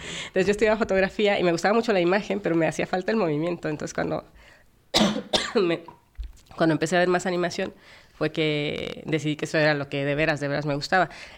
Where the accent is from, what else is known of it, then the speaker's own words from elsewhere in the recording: Mexico; Yo soy de México.